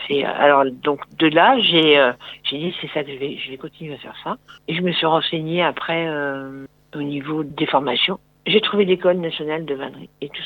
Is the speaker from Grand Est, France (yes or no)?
yes; Fougères-en-Bois, Grand Est, France; Alors, je suis moi native de Fougères-en-Bois. J'habitais de la Croix-sur-Meuse, en fait. Juste le village avant.